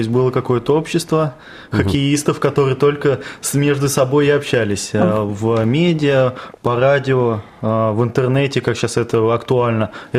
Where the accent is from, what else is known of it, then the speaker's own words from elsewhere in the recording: Vladimir Oblast, Russia; now in Ivanovo, Russia; Я в Иваново приехал из другой области, из Владимирской, отучился здесь.